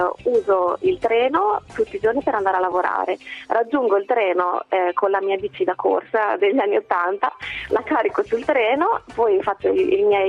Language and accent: Italian; Bologna, Emilia-Romagna, Italy; No, sono di Bologna, sì. E vado a Imola tutti i giorni per lavoro.